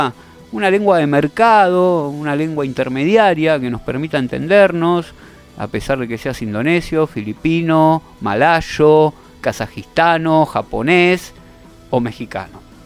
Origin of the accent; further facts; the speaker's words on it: Argentina; Usted dirá, son cosas, somos argentinos, son cosas que no nos competen.